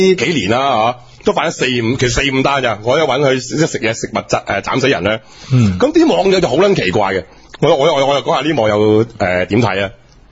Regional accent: China; 即系原来咧食咧，原来对我哋中国人系咁卵紧要

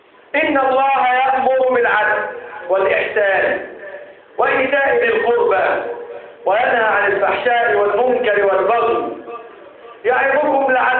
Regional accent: Egypt; اجعل بلدنا مصر بلدا امنا مطمئنا

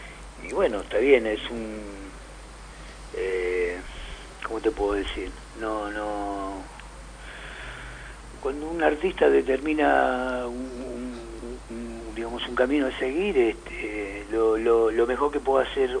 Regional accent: San Justo, Buenos Aires Province, Argentina; lo fui presentando en mi ciudad natal, que es acá en San Justo.

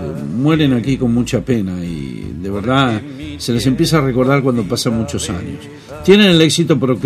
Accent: Argentina; now in Spain; No olvido bajo ningún punto de vista mi tierra, la Argentina, que es la que me dio mi inocencia, la que me dio mi cultura, obviamente. Tengo el corazón en donde puedo alojar perfectamente las dos nacionalidades.

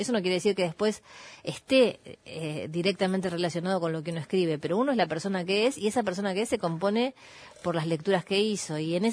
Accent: Burzaco, Buenos Aires Province, Argentina; como yo soy de Bursaco

